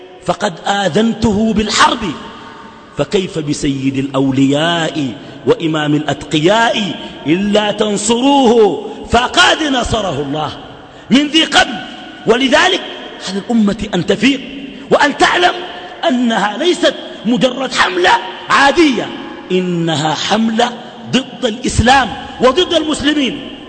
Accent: Sudan; وما أظن إنه الدنمارك يكون عندها سفير عندنا في السودان

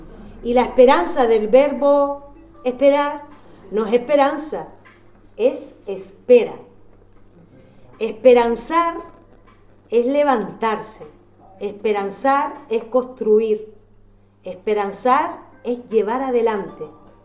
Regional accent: Canary Islands, Spain; pero para equivocarnos somos, en Canarias, muy mala mañana.

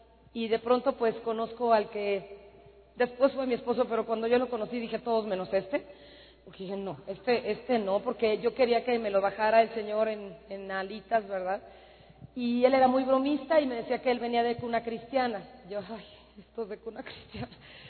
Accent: Mexico; now in United States; Yo soy de México, nací aquí, aquí viví, pero hace 14 años nos fuimos a vivir a Estados Unidos.

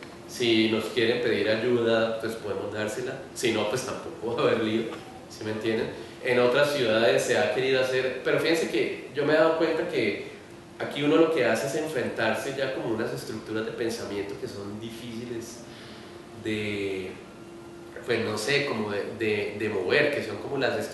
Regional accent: Cali, Valle del Cauca, Colombia; yo soy de Cali y en Cali hace como 6 meses están intentando hacer uno y no han podido.

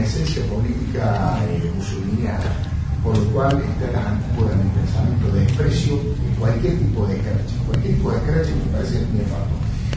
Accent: Córdoba, Argentina; soy cordobés, así que conozco cómo es la situación

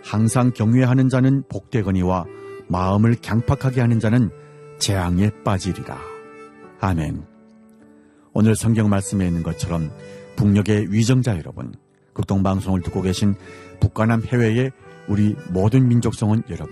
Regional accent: North Korea; now in South Korea; 저는 탈북민

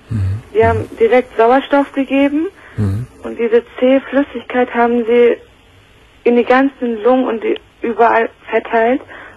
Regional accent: Turkey; also ich bin Türkin, das Kind wurde nach Türkei gebracht

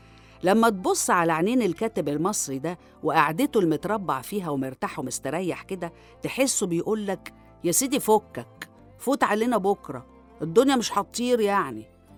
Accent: Egypt; وكعادتنا كمصريين هوايتنا الاختصار والاختزال في كل حاجة

